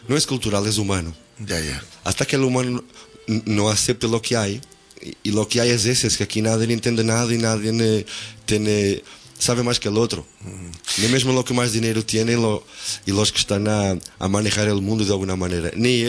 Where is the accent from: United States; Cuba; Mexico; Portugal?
Portugal; also born or lived in Africa; Y pones una frontera y dices que yo soy portugués